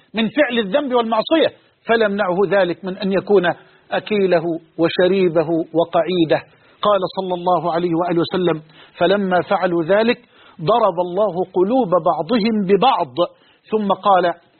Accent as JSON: {"language": "Arabic", "country": "Egypt", "said": "وأسأل الله أن يجعل بلدنا مصر أمنا أمانا سخاء رخاء"}